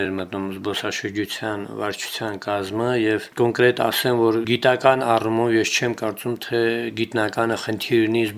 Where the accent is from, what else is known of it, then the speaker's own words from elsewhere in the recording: Shusha, Karabakh, Azerbaijan; երկրորդ պլան մղվել է պարզապես որպես շուշեցի